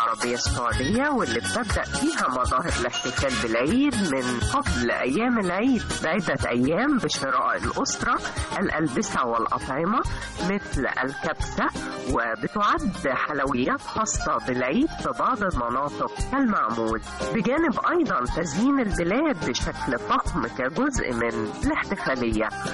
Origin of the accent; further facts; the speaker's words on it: Egypt; وهي من أشهر العادات لنا كمصريين